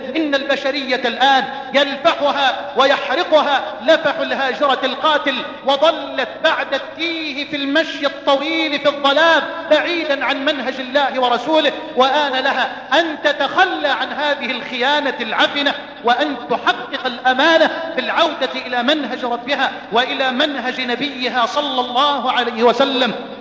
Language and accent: Arabic; Egypt